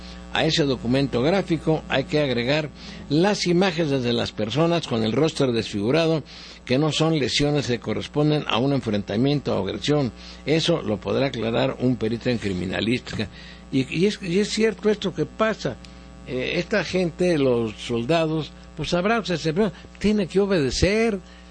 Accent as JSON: {"language": "Spanish", "country": "Mexico", "said": "Yo como ciudadano mexicano tengo una opinión."}